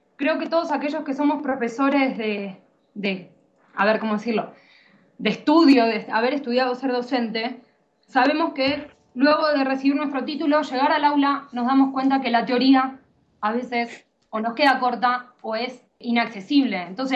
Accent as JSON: {"language": "Spanish", "country": "Argentina", "said": "ejercí dando clases en Argentina, soy argentina"}